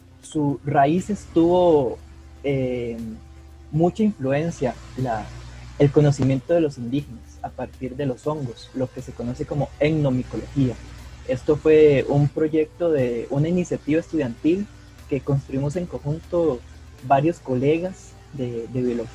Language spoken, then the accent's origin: Spanish; Palmares, Alajuela, Costa Rica; nací y me crié en Palmares de Alajuela.